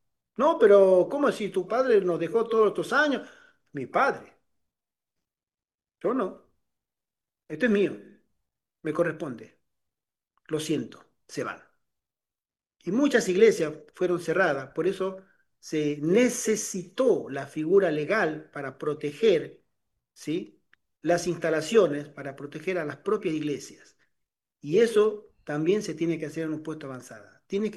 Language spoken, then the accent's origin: Spanish; Tucumán, Argentina; born there; había buscado una propiedad en la provincia donde yo nací, de servidor, en Tucumán